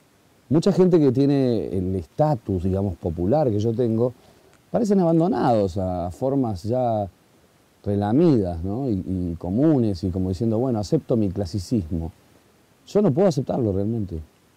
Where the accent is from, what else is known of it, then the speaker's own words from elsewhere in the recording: Argentina; además soy argentino